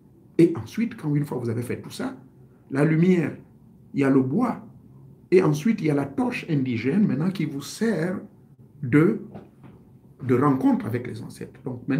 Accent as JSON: {"language": "French", "country": "Gabon", "said": "Mais chez nous au Gabon"}